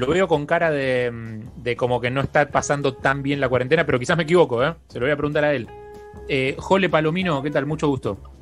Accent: Uruguay; Somos uruguayos, claro.

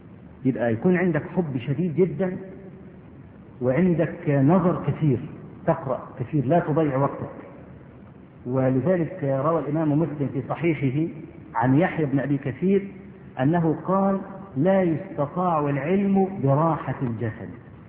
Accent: Egypt; وانا اذكر مرة في مسجد

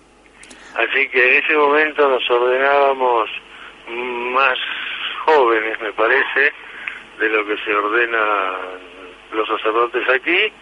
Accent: Buenos Aires, Argentina; born there; also born or lived in Navarra / Rome; Bueno, yo nací en Buenos Aires y lo normal que hace todo chico de colegio y estas cosas.

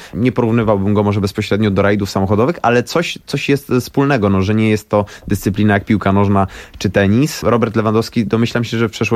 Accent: Łódź, Łódź Voivodeship, Poland; Natomiast jestem z Łodzi, więc jeździłem 2 czy 3 tygodnie w roku

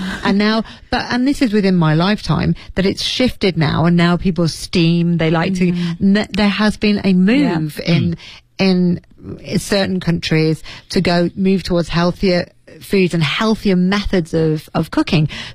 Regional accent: Leeds, Yorkshire and the Humber, United Kingdom; If you went to my hometown Leeds and you looked for a particular Chinese dish to a Chinese restaurant

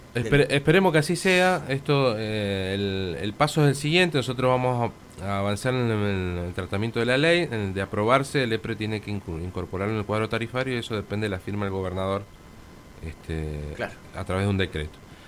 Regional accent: Guaymallén, Mendoza, Argentina; como en el caso nuestro que somos de Guaymallén.

